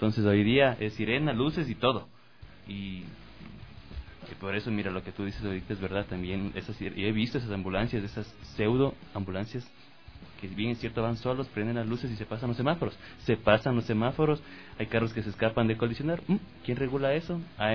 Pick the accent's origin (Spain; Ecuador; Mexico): Ecuador; Qué bello, cómo somos los ecuatorianos, Dios mío.